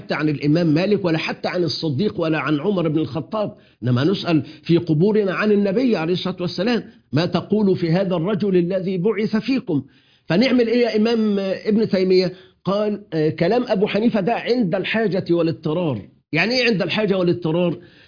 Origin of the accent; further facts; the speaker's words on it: Egypt; في بلدنا مصر